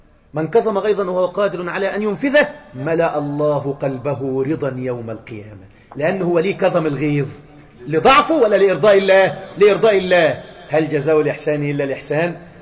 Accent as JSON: {"language": "Arabic", "country": "Egypt", "said": "زي مثلا عندنا في مصر حاجة اسمها"}